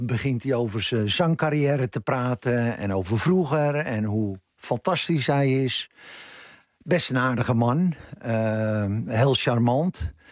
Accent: Beverwijk, North Holland, Netherlands; Dus ik dacht meteen aan de kerk in Beverwijk, waar ik vandaan kom...

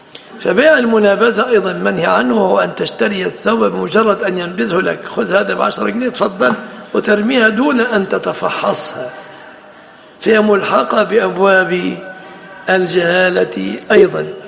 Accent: Egypt; يتفصل جيب عندنا في مصر يفصلوا المتبرجات جيب

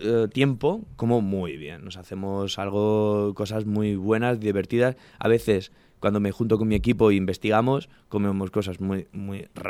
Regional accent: Talavera de la Reina, Castilla-La Mancha, Spain; Yo decía que no, que soy de Talavera.

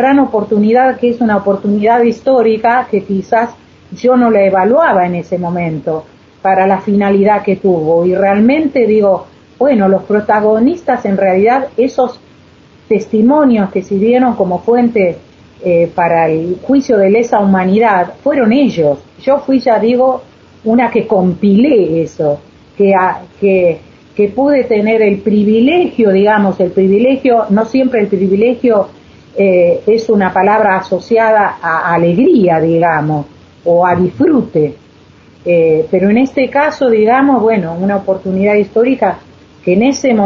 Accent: Buenos Aires, Argentina; soy una persona que soy de Buenos Aires

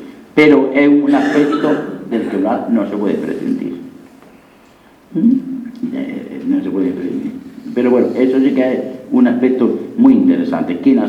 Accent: Linares, Andalusia, Spain; la Semana Santa de mi pueblo, un pueblo muy bueno, Linares, Jaén, no tenía ninguna fuerza.

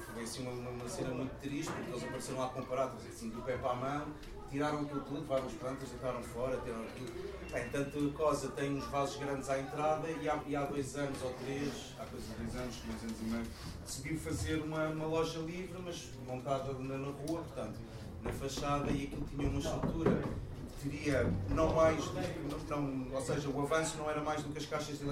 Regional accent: Lisbon, Portugal; Eu venho de Lisboa, tive muito nestas experiências em Lisboa

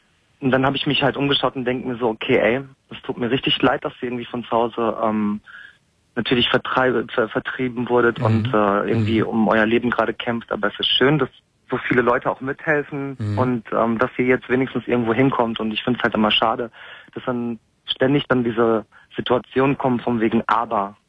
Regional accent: Dortmund, North Rhine-Westphalia, Germany; Ich so, ja, ich bin da geboren. Ach so, und Ihre Eltern? Und ja, dann sage ich halt immer aus Dortmund.

